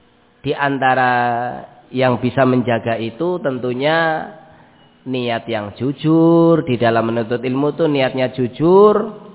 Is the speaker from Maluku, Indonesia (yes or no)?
yes; Ambon, Maluku, Indonesia; padahal saya asli orang Ambon